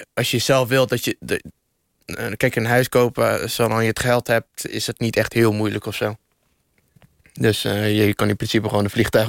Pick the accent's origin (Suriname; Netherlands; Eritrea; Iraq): Iraq; ik kom zelf uit Irak.